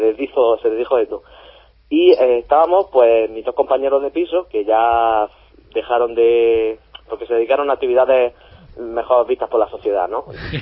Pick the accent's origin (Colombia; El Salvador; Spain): Spain; Almería, Andalusia; now in Granada, Spain; Ya me había venido, porque yo no soy de Granada, yo soy de Almería.